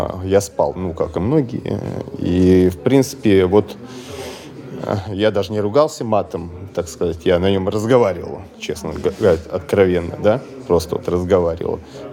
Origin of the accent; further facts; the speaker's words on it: Moscow, Russia; Я из Москвы.